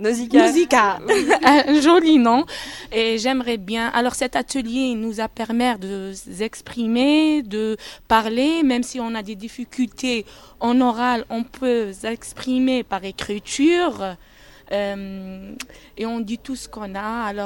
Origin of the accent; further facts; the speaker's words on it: Algeria; Je suis algérienne